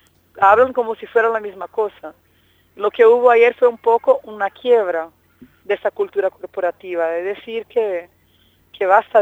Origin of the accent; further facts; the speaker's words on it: Brazil; La pena es que países como Brasil, de donde yo vengo, y Argentina no apoyaron la resolución, se abstuvieron en la votación.